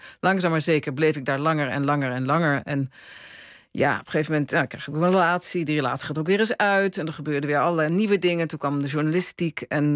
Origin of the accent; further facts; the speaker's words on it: Netherlands; now in Italy; Als iets is wat ik geleerd heb in Italië als Nederlander... is dat wij veel te veel dingen door- en uitpraten.